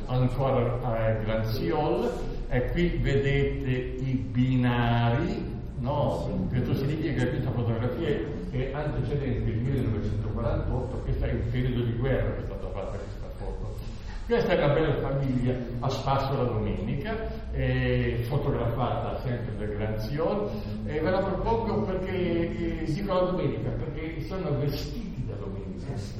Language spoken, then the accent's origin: Italian; Bolzano, Trentino-Alto Adige, Italy; born there; sono nato a Bolzano nel 34